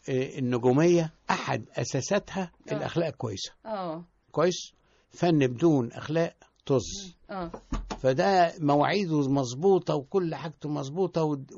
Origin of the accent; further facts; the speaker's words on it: Tanta, Gharbia, Egypt; ولان انا طبعا من طنطا اصلا